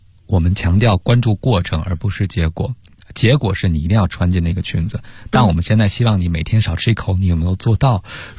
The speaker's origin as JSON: {"language": "Chinese", "country": "China", "said": "现在可能对于我们中国人餐桌叫高辣"}